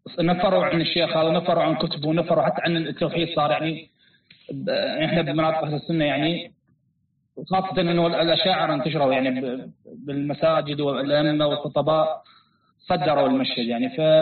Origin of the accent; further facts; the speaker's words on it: Iraq; شيخ أنا من العراق